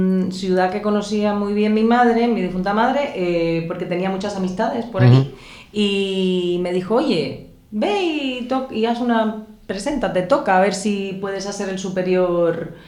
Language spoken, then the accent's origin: Spanish; Cuba; moved away as an adult; now in Oviedo, Spain; nací en Cuba, estudié en Cuba. Uh-huh. Terminé mis estudios allí de violín, de música en general